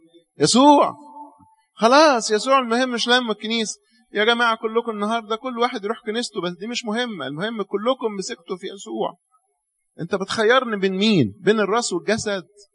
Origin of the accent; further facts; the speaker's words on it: Cairo, Cairo Governorate, Egypt; ده احنا عندنا في القاهرة